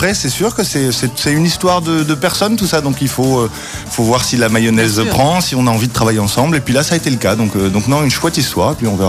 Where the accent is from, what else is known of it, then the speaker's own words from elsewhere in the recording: Paris, Île-de-France, France; also born or lived in London; now in Belgium; je suis de Paris, je l'avoue. Maintenant, ça fait 12 ou 13 ans que je vis en Belgique, mais j'avais déjà vécu quelques années avant. Et puis j'ai passé aussi pas mal de temps à Londres et en Angleterre, donc c'est vrai que c'est un peu mes 3 pays.